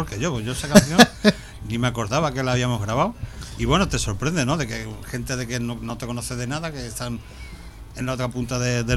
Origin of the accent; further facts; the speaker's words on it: Fuenlabrada, Community of Madrid, Spain; Los tres somos de Fuenlabrada, nos conocemos.